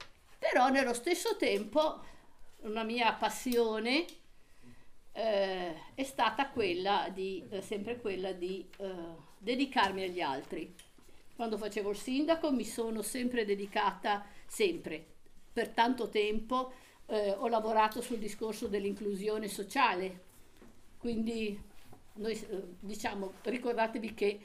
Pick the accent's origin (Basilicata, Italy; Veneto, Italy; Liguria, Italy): Liguria, Italy; Savona; born there; Io sono nata in Liguria, a Savona, e poi ho fatto un salto e sono andata, quindi Savona è sul mare, vicino a Genova. Poi ho fatto questo salto e sono andata in pianura, alle porte di Milano, in un paese abbastanza grossino, insomma, sui 7.000 abitanti